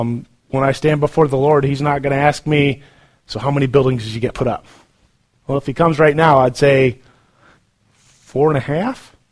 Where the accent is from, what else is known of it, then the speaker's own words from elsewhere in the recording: Iowa, United States; I'm from Iowa, so we have tornadoes all the time.